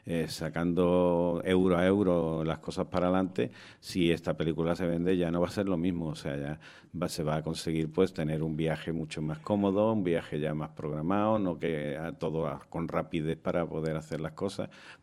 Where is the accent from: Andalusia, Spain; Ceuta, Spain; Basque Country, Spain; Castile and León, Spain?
Andalusia, Spain; Málaga; ¿De dónde? Y yo, de Málaga.